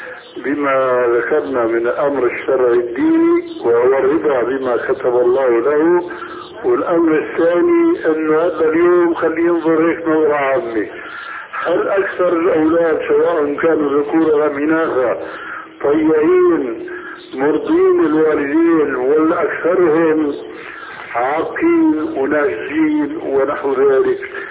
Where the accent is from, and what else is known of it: Syria